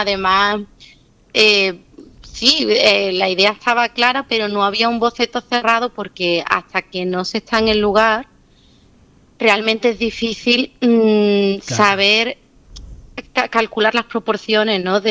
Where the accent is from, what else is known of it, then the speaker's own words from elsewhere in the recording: Seville, Andalusia, Spain; soy de Sevilla y estudié Bellas Artes aquí.